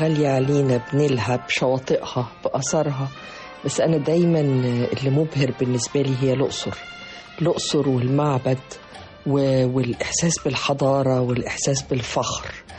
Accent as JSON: {"language": "Arabic", "town": "Tripoli", "region": "Tripoli District", "country": "Libya", "tie": "born or raised there", "said": "وكانت الطفولة والأيام الأولى في طرابلس في ليبيا، بلد جميلة الحقيقة وبلد رائعة وعلى البحر، وكان ناسها هادين وطيبين وفيهم صفات رائعة."}